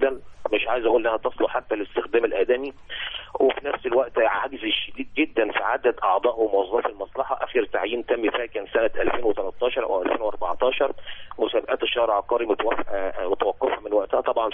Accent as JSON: {"language": "Arabic", "country": "Egypt", "said": "احنا عندنا في مصر بنخضع لقانون الخدمة المدنية"}